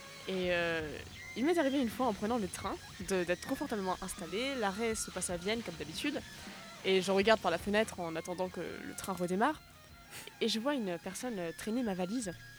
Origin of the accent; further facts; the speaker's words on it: Czechia; Effectivement, mon pays d'origine. C'est un petit pays qui n'est plus accroché à la Slovaquie